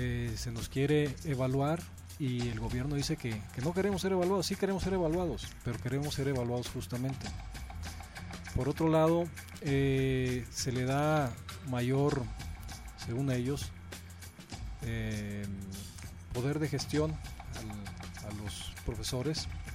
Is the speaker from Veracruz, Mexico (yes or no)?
yes; Córdoba, Veracruz, Mexico; vengo de la ciudad de Córdoba, Veracruz.